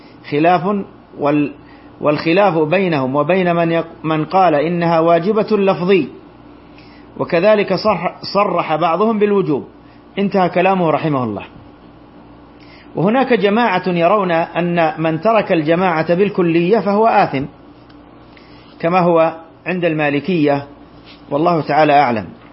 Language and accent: Arabic; Saudi Arabia; وهذا ما عليه فتوى اللجنة الدائمة عندنا بالمملكة العربية السعودية